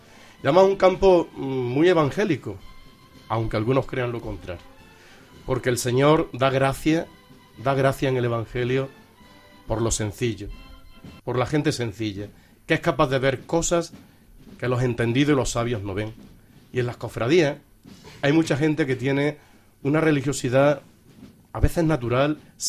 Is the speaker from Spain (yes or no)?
yes; Porcuna, Andalusia, Spain; yo soy de Porcuna, pues en la parroquia del pueblo sí